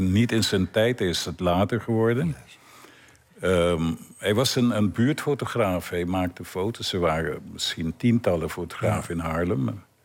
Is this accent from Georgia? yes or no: no; Curaçao; Ik kom uit Curaçao